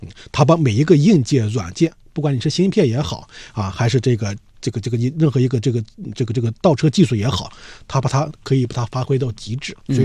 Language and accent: Chinese; China; 我们中国人讲究关系啊。